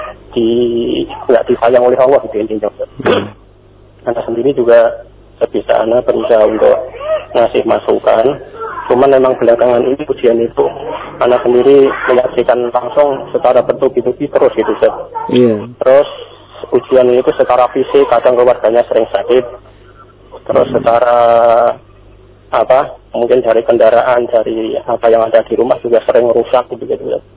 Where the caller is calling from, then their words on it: Cikarang, West Java, Indonesia; saya dari Cikarang.